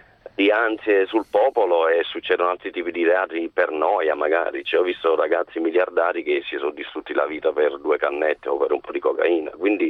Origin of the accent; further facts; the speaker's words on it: Naples, Campania, Italy; Vengo da Napoli, quindi diciamo non vengo da un paese, non sono distratto, va bene?